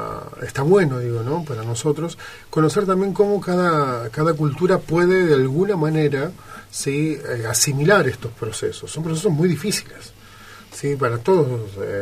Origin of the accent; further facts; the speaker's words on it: Buenos Aires, Argentina; nosotros no solo somos argentinos, sino que vivimos en Buenos Aires, en una capital